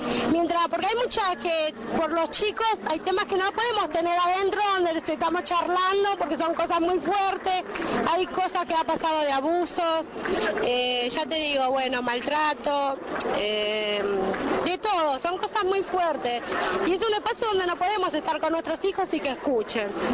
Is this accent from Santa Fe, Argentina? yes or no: no; González Catán, Buenos Aires Province, Argentina; soy de González Catán, somos de las Rebeldes Matanceras